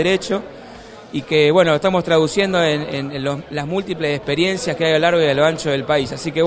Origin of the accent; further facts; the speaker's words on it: Rosario, Santa Fe, Argentina; De acá, de Rosario, de la FM Aire Libre, la radio comunitaria.